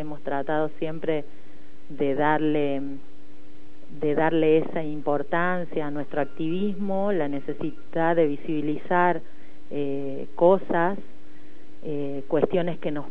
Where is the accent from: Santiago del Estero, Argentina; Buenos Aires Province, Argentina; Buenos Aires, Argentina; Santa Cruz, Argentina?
Santiago del Estero, Argentina; born there; now in Córdoba, Argentina; soy cordobesa por adopción, porque nací en Santiago del Estero.